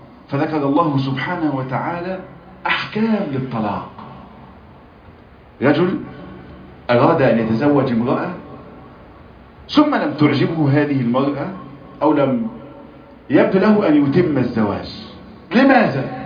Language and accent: Arabic; Egypt; عندنا في مصر الصداق ده بيبقى شبكة، وساعات عفشة أو قايمة